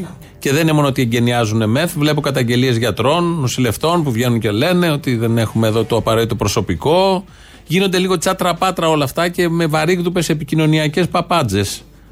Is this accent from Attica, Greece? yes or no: yes; Athens, Attica, Greece; επειδή εγώ ήμουν και από την Αθήνα